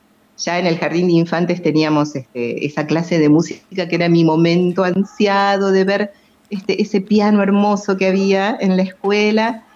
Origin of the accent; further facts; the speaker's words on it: Buenos Aires, Argentina; moved away as an adult; now in Villa Elisa, Argentina; Yo nací, crecí en Buenos Aires y me formé allí. Nací en el barrio de Almagro, hermoso barrio, y a los 21 años más o menos me instalé aquí en Villa Elisa, donde formé mi familia